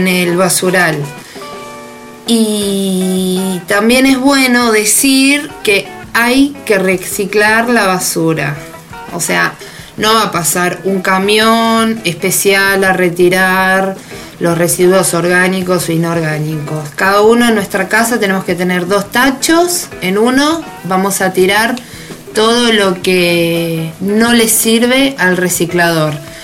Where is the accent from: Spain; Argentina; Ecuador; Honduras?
Argentina; moved away as an adult; me habían pedido que grabe con mi voz de Argentina, que aparte nuestro acento es recotizado.